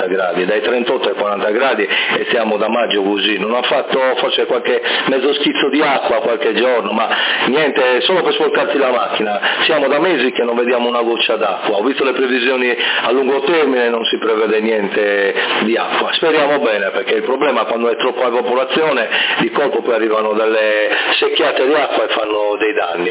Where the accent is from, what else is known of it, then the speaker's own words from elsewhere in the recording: Sassari, Sardinia, Italy; il nostro accento molto caricato di doppia. Comunque … la città è Sassari e si trova a circa 20 km dalla costa nord della Sardegna